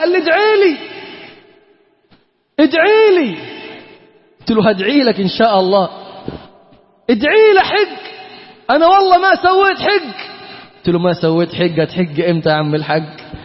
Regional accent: Egypt; أنت منين؟ تقول له: أنا من مصر.

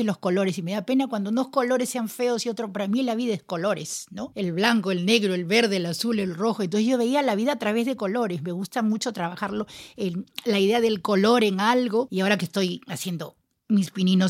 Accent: Peru; born there; Nací en Perú, no soy de Perú porque no soy de nadie. No, mi país tan bello

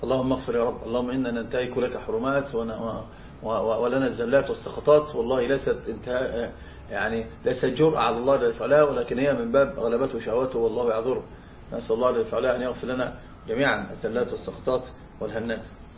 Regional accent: Egypt; فطبعا هناك عندنا في مصر مثلا

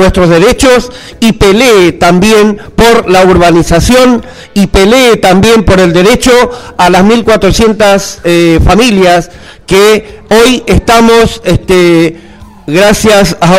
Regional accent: Buenos Aires, Argentina; de Villa 2124 Barracas.

